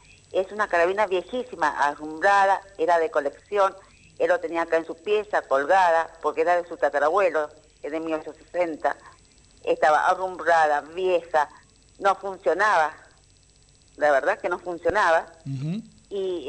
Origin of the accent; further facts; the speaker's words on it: San Luis, Argentina; Él vivía acá en San Luis, con nosotros somos de San Luis